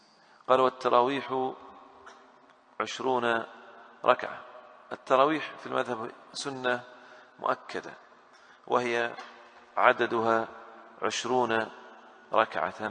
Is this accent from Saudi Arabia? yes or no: yes; Al-Ahsa, Eastern Province, Saudi Arabia; أنا بالنسبة لي أدركت الناس في الأحساء ما أحد يصلي أقل من 20